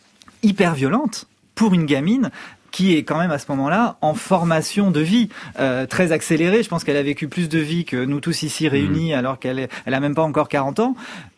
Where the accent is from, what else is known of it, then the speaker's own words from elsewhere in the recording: United States; French is a second language; Et comme je suis américaine, je suis habituée à, même quand je suis une petite fille, à ce qu'on me maquille